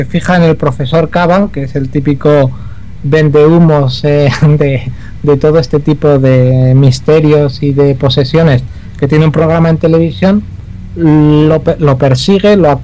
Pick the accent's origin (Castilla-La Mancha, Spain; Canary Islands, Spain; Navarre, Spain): Navarre, Spain; Pamplona; sabes que los oyentes ya saben que soy de Pamplona